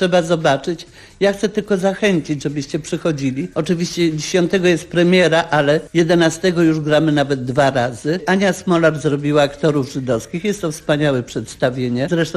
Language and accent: Polish; Łódź, Łódź Voivodeship, Poland; Ja jestem łodzianką urodzoną w Łodzi